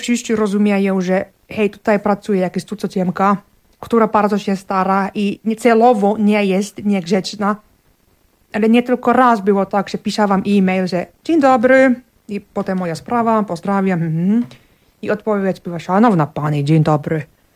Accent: Finland; Polish is a second language; now in Poland; Zapytał i tak, a Finlandia, oj, taki od razu, czemu Polska?

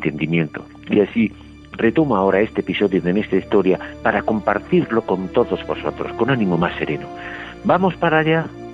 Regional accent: Spain; Máxime cuando, como español que es uno, compruebo que mi país ha sido derrotado a manos de armadas extranjeras.

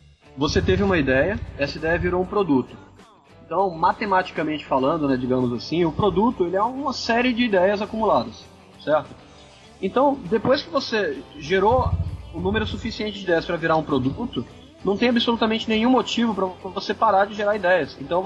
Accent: Bahia, Brazil; Sim, eu sou baiano, eu sou preguiçoso por definição.

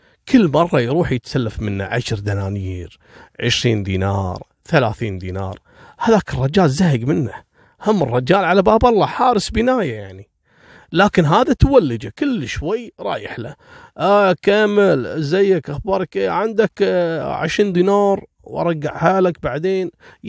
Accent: Kuwait; طبعا هذا مجرم عندنا في الكويت لانه غير قانوني.

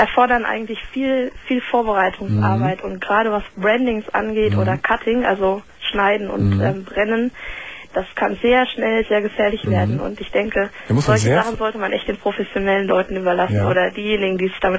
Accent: Aachen, North Rhine-Westphalia, Germany; Ich komme aus Aachen.

